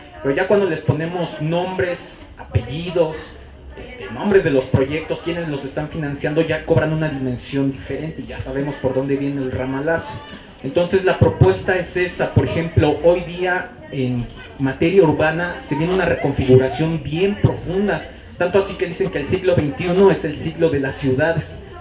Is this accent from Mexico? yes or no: yes; Xochimilco, Mexico City, Mexico; también soy de Xochimilco.